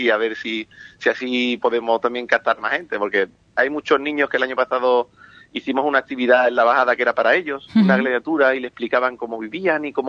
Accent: Ubrique, Andalusia, Spain; aunque siempre llevamos Ubrique por bandera, porque somos de Ocuri, somos ocuritanos, digamos.

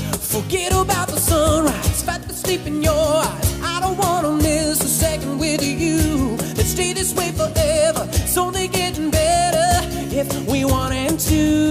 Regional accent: Chile; un tema que para nosotros como chilenos quizás no es fácil de llevar de la mejor forma

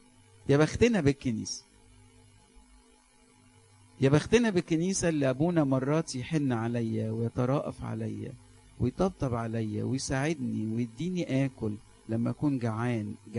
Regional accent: Alexandria, Alexandria Governorate, Egypt; وخاف إن المشهورة تكبر تكبر تكبر عندنا في اسكندرية

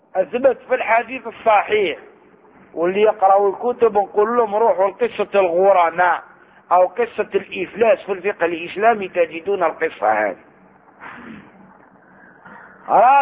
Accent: Algeria; احنا عندنا في الجزائر وغيرها

